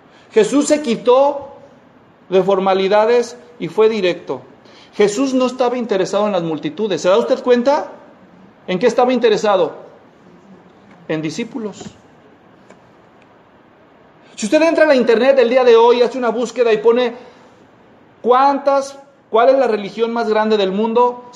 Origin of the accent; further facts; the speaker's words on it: Guadalajara, Jalisco, Mexico; En Guadalajara, de donde yo soy, hay un tianguis